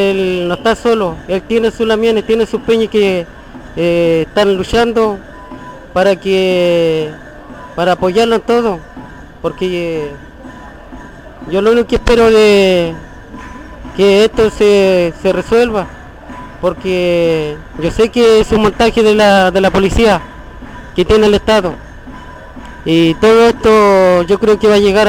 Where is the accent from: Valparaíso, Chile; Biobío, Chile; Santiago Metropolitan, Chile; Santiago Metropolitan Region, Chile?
Biobío, Chile; Cañete; Yo vengo de allá de Cañete